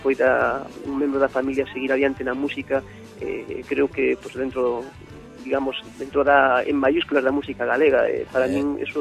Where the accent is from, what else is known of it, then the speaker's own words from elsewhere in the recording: Verín, Galicia, Spain; born there; non só en Verín, que é onde nacemos, sino en Ourense.